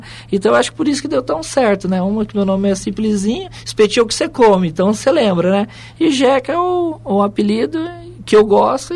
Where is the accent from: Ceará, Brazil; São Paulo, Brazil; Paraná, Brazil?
Paraná, Brazil; Foz do Iguaçu; Sim, sou aqui de Foz. Nasci aqui em Foz do Iguaçu, no Hospital Costa Cavalcante, né? Antigo Madeirinha.